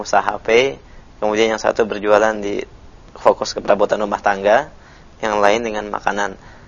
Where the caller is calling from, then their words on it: Bima, West Nusa Tenggara, Indonesia; Saya dari Bima dan ingin bertanya